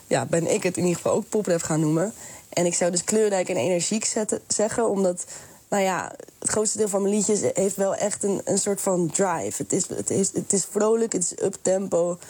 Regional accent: Netherlands; toen ik jong was, klasgenootjes zagen me ook niet als Nederlander. Terwijl ik ben wel een Nederlander. Dus op een bepaald moment ga je denken, ik ben half Surinaams.

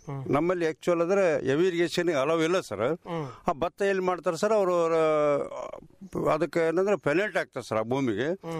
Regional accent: Masarakal, Karnataka, India; ನಮ್ ಮಸರಕಲ್ ಗ್ರಾಮದಲ್ಲಿ 6 ವಾರ್ಡ್ಗಳು ಸರ್.

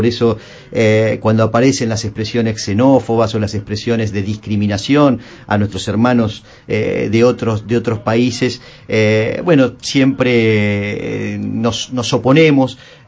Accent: Argentina; yo me siento plenamente orgulloso de este ser argentino

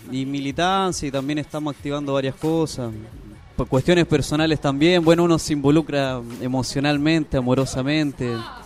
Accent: Chile; now in Argentina; Eso es lo que estamos haciendo como chileno hoy en día.

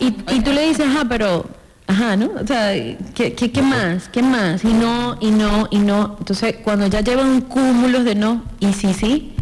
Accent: Venezuela; Sí, soy venezolana, de ahí el acento.

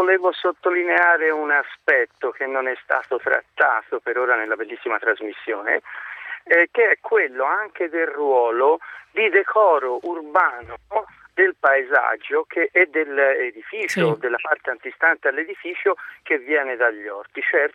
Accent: Tuscany, Italy; E mi permetto, io sono toscano

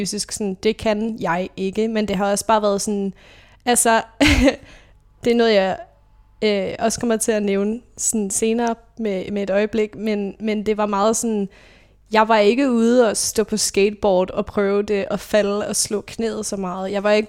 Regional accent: Roskilde, Zealand, Denmark; Jeg kommer fra Roskilde, født og opvokset der, og er i en familie med to andre søskende. Der er 5 og 10 år mellem os, så jeg er den mindste. Og der er jeg vokset op i sådan lidt forstadsliv, vitterligt, altså bil, vorse og villa.

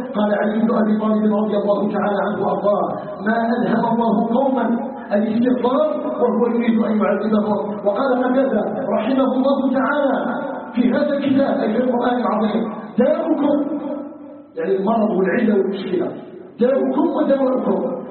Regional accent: Algeria; أن يجعل بلدنا الجزائر بلدا طيبا مباركا

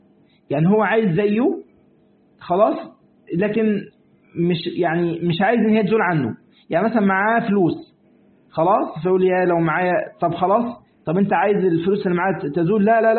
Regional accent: Egypt; ده عندنا في مصر نقول كده

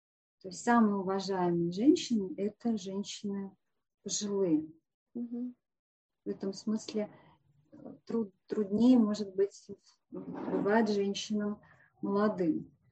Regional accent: Russia; Я ведь татарка. Я не русская, я татарка. В татарской культуре возраст дает женщине преимущество.

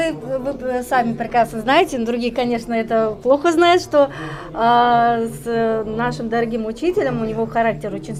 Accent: Kyrgyzstan; born there; я родилась в Киргизии

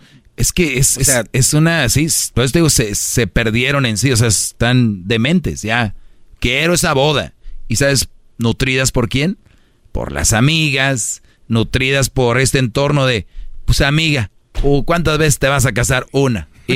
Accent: Monterrey, Nuevo León, Mexico; Yo soy de Monterrey.

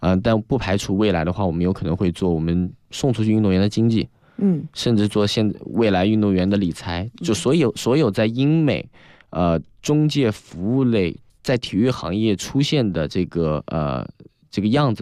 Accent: China; 我是来自中国一个比如说五六线城市啊，甚至十线城市。

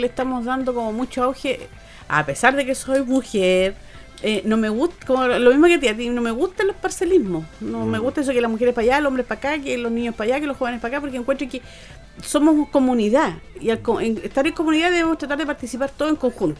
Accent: Chile; todos somos chilenos y soberanos, como decimos

